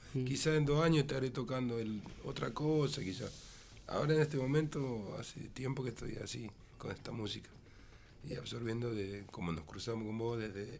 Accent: La Plata, Buenos Aires Province, Argentina; ¿de dónde sos? No sé, de Estados Unidos no era. De Mississippi, de Chicago, no, era de La Plata.

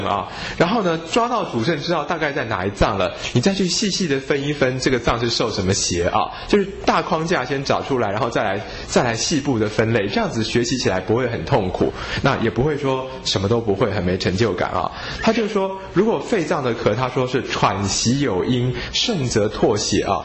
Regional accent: China; 因为我们中国人对于这个气血的看法啊

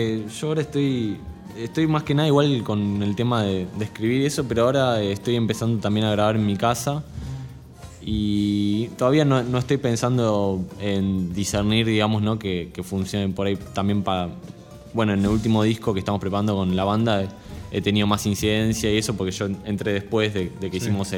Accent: Buenos Aires, Argentina; Yo no soy del sur, o sea. Soy de Capital

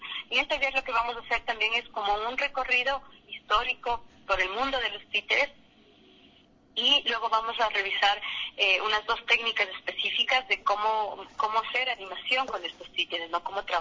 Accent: Ecuador; nosotros como cultura, como ecuatorianos, tenemos varias, las muñecas de trapo

